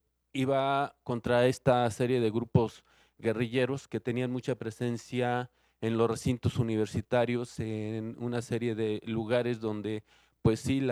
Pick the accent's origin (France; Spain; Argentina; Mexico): Mexico; Mexico City; de la Ciudad de México, aunque tengo un pie en Cuernavaca, en Morelos, desde hace muchos, muchos años.